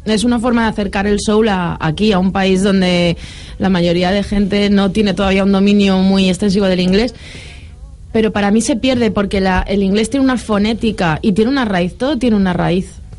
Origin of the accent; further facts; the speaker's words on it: Valencian Community, Spain; como buena valenciana y fallera.